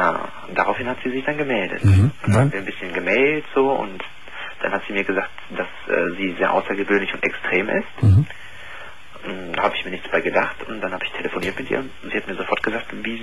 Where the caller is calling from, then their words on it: North Rhine-Westphalia, Germany; ich komme hier aus Nordrhein-Westfalen